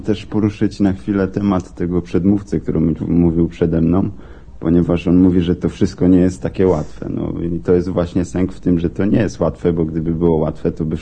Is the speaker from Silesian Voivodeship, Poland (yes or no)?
yes; Rybnik, Silesian Voivodeship, Poland; No bo ja też jestem z Rybnika